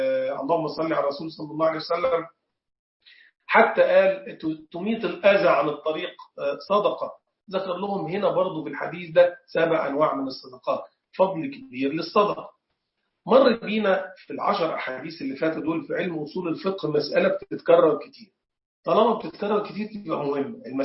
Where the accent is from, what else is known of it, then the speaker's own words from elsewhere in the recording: Egypt; زي حالاتي كده، أنا مصري، فمن شرف المصريين إن في صحابة زاروا مصر.